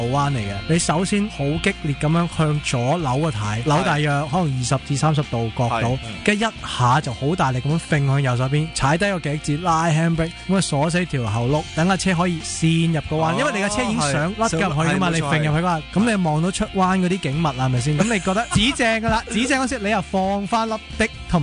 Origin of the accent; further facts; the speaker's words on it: Hong Kong; 我是香港的漂移赛车手